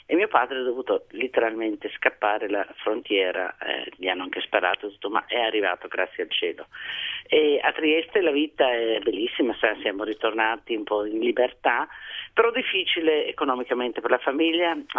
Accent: Pula, Istria County, Croatia; born there; Sono nata nel 47 a Pola e dunque

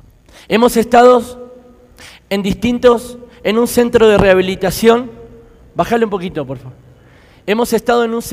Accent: Argentina; soy de Argentina. Estoy muy agradecido a Dios por el tiempo que me ha permitido estar aquí en Colombia.

